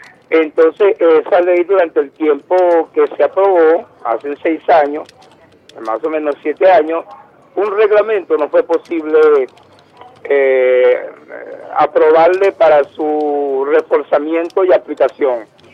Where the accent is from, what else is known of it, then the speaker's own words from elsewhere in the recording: Venezuela; somos venezolanos todos y todas.